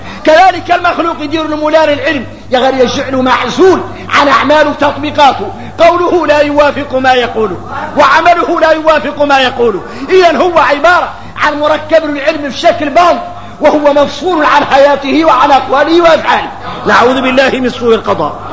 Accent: Mauritania; هذا النهي نقول لكم احنا كاملين موريتاني

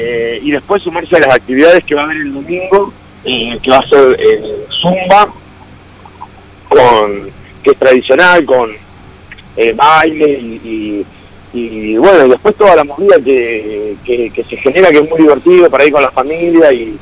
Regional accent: Tandil, Buenos Aires Province, Argentina; soy de Tandil.

